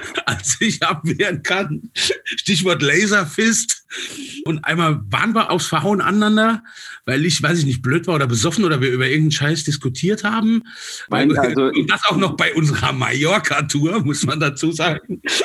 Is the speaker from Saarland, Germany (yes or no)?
yes; Saarland, Germany; Ich bin ja aus dem Saarland